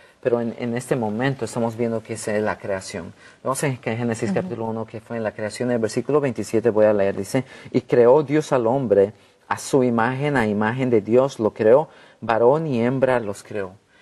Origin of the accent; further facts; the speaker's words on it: Bolivia; now in United States; Yo soy de Bolivia